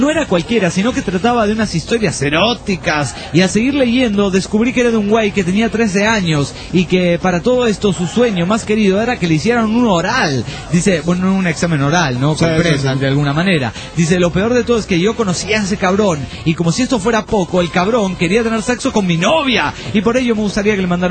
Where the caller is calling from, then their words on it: Puno, Peru; de Puno, Perú.